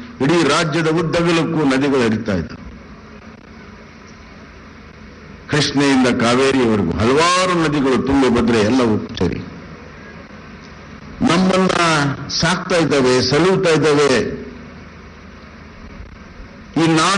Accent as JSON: {"language": "Kannada", "region": "Karnataka", "country": "India", "said": "ಒಬ್ಬ ಕನ್ನಡಿಗನಾಗಿ ಅದನ್ನು ಚರ್ಚೆ ಮಾಡಬಾರದು."}